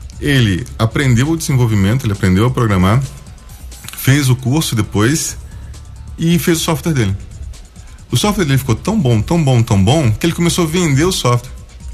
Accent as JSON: {"language": "Portuguese", "town": "Ilha Solteira", "region": "São Paulo", "country": "Brazil", "tie": "born there", "also_born_or_lived": "Rio de Janeiro / Goiás", "said": "eu nasci em Ilha Solteira, interior de São Paulo, mas eu morei no Rio de Janeiro, eu morei na Praia de Itaorna, morei em Goiás, em Tumbiara, Caldas Novas, Brasília, Goiânia."}